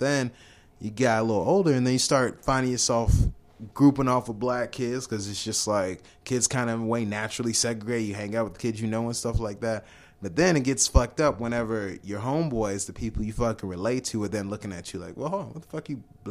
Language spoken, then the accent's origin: English; Nigeria; Like growing up, my mom, we blasted … I'm Nigerian.